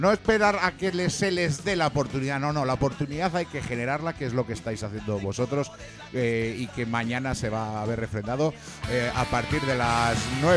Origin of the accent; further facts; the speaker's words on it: Madrid, Community of Madrid, Spain; que somos de Hortaleza, ¿o no